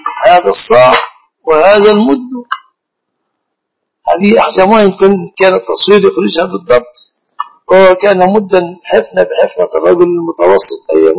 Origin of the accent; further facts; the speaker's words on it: Egypt; اصطلح الناس في بلادنا مصر على أنها دعاء على الشخص.